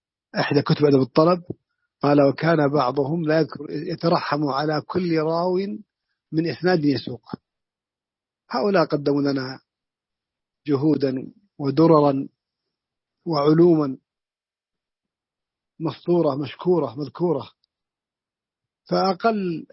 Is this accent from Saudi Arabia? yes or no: yes; Najd, Saudi Arabia; بعشر الوالدية عندنا في نجد